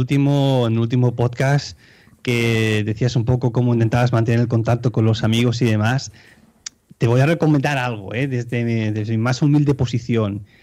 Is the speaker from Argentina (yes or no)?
no; Spain; now in Switzerland; todos nosotros que somos españoles y vivimos en el extranjero, tenemos una ventaja en relación a los autóctonos